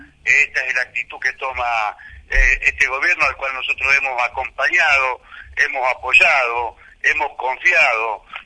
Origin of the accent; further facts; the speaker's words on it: Argentina; Esta es mi lectura como argentino, como militante, como peronista.